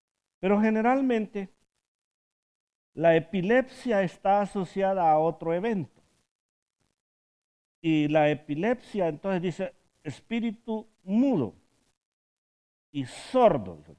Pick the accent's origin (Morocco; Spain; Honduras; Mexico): Honduras; Yo soy hondureño.